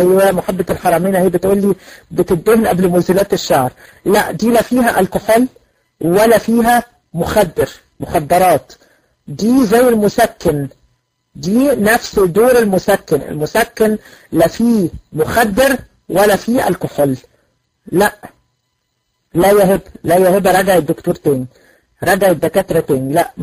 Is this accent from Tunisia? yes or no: no; Egypt; لا انا من مصر